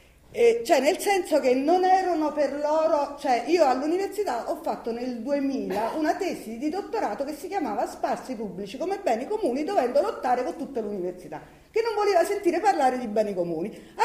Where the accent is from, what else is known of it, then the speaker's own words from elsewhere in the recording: Campania, Italy; Allora, io sono napoletana, si capisce, no?